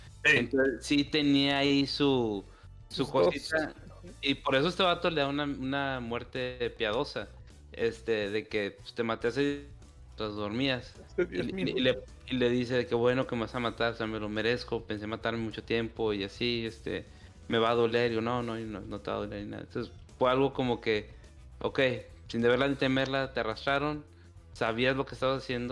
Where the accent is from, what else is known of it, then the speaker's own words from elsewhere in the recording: Zacatecas, Mexico; como saben, en mi terruño de Zacatecas